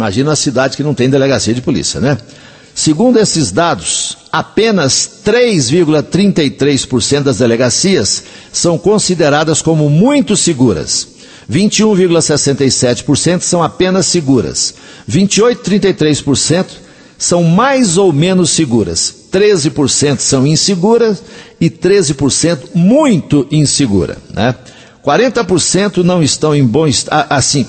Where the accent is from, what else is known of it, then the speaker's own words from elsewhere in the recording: Coromandel, Minas Gerais, Brazil; eu vou começar na minha terra. E as pessoas ali de Coromandel, da região, que quiserem participar